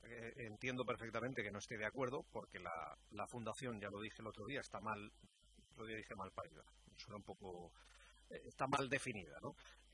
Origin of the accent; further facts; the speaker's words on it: Elche, Valencian Community, Spain; que para eso somos personas y somos todos de Elche